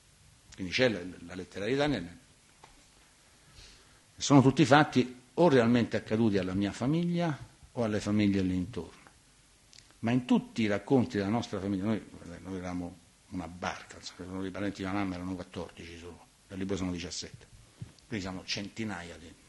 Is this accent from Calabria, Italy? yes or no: no; Latina, Lazio, Italy; born there; sono nato a Latina, fossi nato a Marzabotto avrei scritto cose diverse, ovviamente, no?